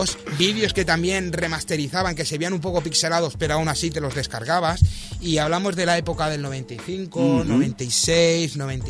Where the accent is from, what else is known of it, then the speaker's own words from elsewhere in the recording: L'Hospitalet de Llobregat, Catalonia, Spain; cuando a la gente le digo que vengo de Hospitalet